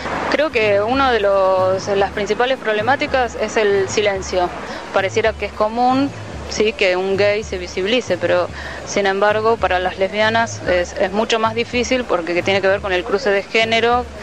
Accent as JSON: {"language": "Spanish", "region": "Neuquén", "country": "Argentina", "said": "soy de Neuquén"}